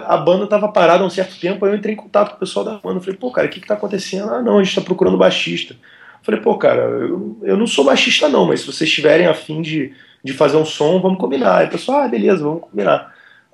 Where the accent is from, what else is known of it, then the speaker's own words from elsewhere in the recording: Rio de Janeiro, Brazil; born there; also born or lived in Belém; Eu nasci no Rio, aí o pessoal do Rio conversa comigo, aí eles falam, pô, seu sotaque é estranho. Aí eu morei muito tempo em Belém, o pessoal de Belém conversa comigo, fala, pô, seu sotaque é estranho. Aí é, cara, eu não sei onde eu sou mais.